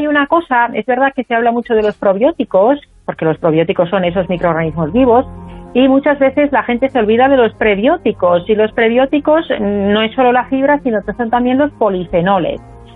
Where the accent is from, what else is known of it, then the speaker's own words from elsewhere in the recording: Finland; Spanish is a second language; yo soy de Finlandia, y hay científicos, compatriotas míos